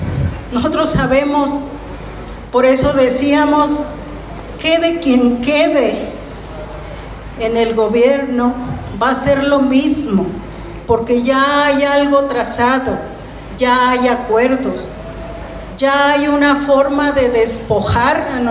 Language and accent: Spanish; Jalisco, Mexico; Un ejemplo claro de Jalisco, de donde yo soy, del sur de Jalisco.